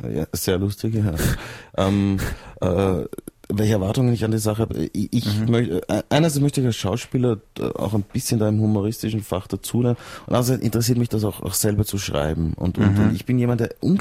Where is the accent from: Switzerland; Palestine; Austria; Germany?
Austria; Vienna; du bist doch Österreicher, nicht? Ich komme eigentlich aus Wien.